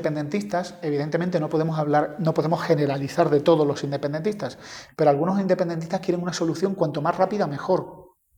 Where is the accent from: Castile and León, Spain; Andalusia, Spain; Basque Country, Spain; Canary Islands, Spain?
Andalusia, Spain; cosa que para mí como andaluz me parece un poco raro